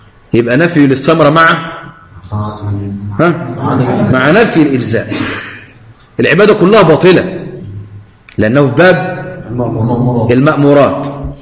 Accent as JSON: {"language": "Arabic", "country": "Egypt", "said": "عشان تضيف عندنا في مصر العزيزة"}